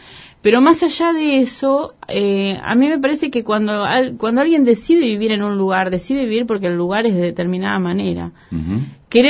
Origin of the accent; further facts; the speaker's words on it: San Martín, Buenos Aires Province, Argentina; born there; Yo nací en San Martín, mi familia la mayoría eran obreros